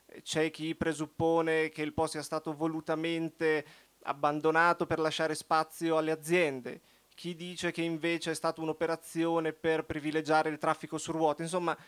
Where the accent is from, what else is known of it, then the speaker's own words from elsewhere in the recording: Rimini, Emilia-Romagna, Italy; Noi veniamo da Rimini, quindi poteva essere quasi un moscone, esatto.